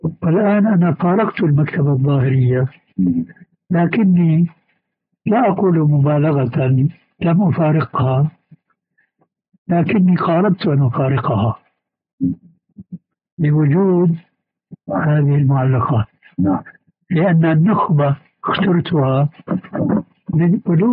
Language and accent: Arabic; Damascus, Damascus Governorate, Syria; كما يقال عندنا في دمشق